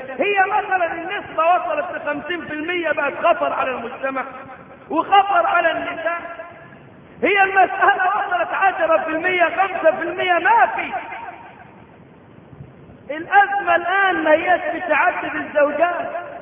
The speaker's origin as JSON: {"language": "Arabic", "country": "Egypt", "said": "ليس عندنا في مصر الدولة النايمة اصل النمية"}